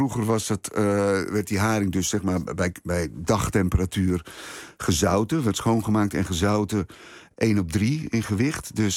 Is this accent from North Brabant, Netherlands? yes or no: no; IJmuiden, North Holland, Netherlands; En dan naar IJmuiden, waar ik vandaan kom, in Oud-IJmuiden.